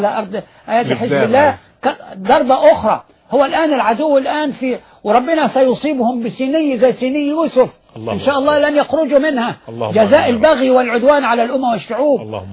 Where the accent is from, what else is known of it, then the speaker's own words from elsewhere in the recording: Egypt; إحنا مصريين